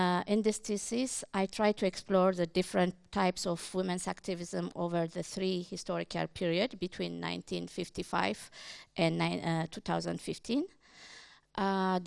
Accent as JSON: {"language": "English", "country": "Ethiopia", "second_language": "English", "said": "I am originally from Ethiopia. I did part of my studies in Canada at York University"}